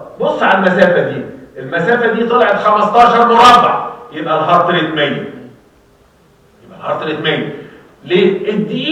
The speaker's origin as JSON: {"language": "Arabic", "country": "Egypt", "said": "احنا مصريين نعمل ريكتال ليد"}